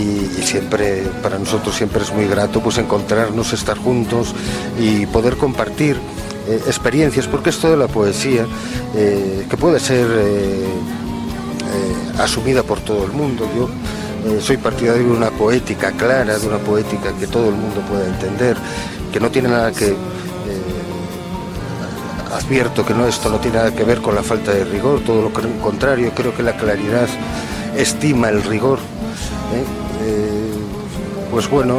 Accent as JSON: {"language": "Spanish", "region": "Asturias", "country": "Spain", "accent": "Asturian", "first_language": "Asturian", "said": "soy asturiano hablante porque es mi lengua materna, pero el español también es mi lengua. Si algo me siento, es hispano."}